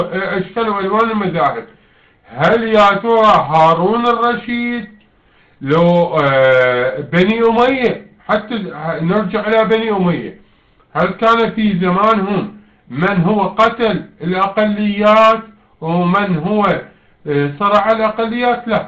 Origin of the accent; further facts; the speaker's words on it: Iraq; احنا شعب عراقي، شعب اساسا من زمان